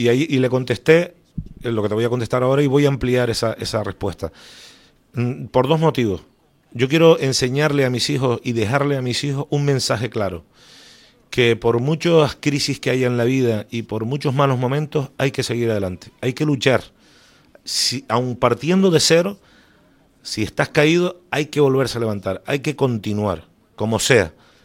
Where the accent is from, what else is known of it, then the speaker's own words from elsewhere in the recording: Canary Islands, Spain; Yo reconozco que soy un velerito canario.